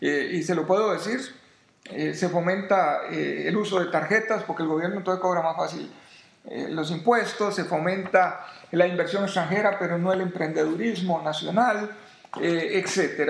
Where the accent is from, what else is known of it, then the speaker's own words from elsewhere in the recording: Costa Rica; Son otros los que se hacen dueños de las empresas acá, y no somos los ticos los que somos los dueños.